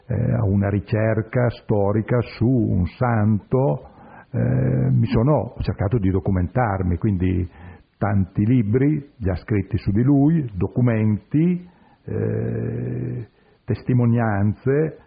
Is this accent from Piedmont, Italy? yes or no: yes; Piedmont, Italy; provincia di Alessandria, che è anche la mia provincia di origine.